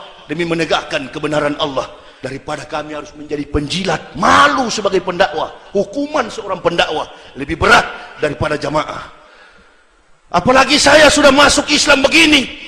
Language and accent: Indonesian; Manado, North Sulawesi, Indonesia; saya juga orang Manado